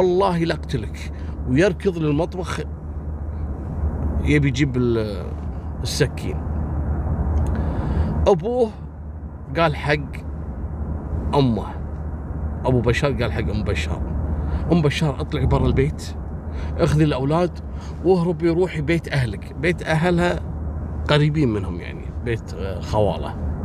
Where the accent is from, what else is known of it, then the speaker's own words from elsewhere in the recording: Kuwait; سلاح البومبكشن هذا اللي احنا نسميه شوزن عندنا في الكويت